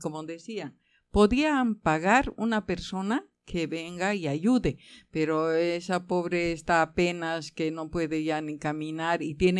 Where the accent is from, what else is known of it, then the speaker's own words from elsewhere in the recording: Bolivia; moved away as an adult; dejé todo, todo allí donde estaba, que soy de Bolivia.